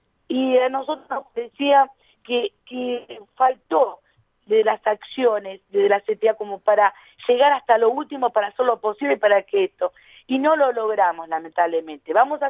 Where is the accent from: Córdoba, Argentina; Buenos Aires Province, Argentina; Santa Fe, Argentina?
Buenos Aires Province, Argentina; La Matanza; yo que soy del oeste, soy de La Matanza